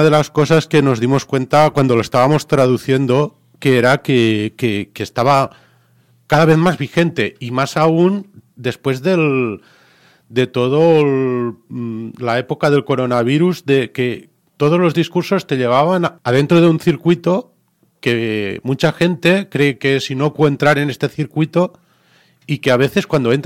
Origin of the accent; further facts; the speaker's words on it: Catalonia, Spain; Nosotros venimos de Cataluña, ahí hay asociaciones.